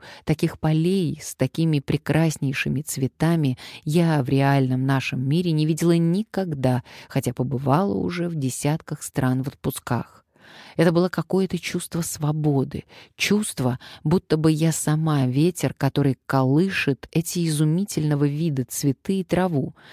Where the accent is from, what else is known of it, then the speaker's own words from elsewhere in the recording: Ukraine; now in Switzerland; Я из Украины, и сейчас временно с семьей живу в Швейцарии с мужем и детьми, но сердце мое на Украине.